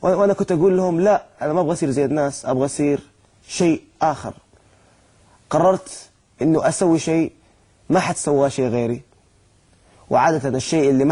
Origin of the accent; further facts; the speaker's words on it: Jeddah, Makkah Province, Saudi Arabia; born there; أنا من مواليد جدة، من أحد الأحياء اللي أعتبرها تعتبر فقيرة في جدة